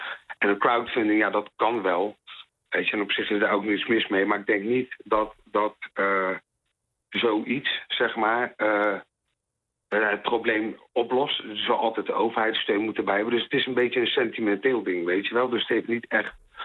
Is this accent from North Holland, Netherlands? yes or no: no; The Hague, South Holland, Netherlands; ik kom uit Den Haag